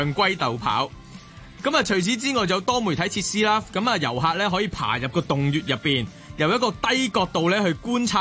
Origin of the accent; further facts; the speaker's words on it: Hong Kong; 我哋香港人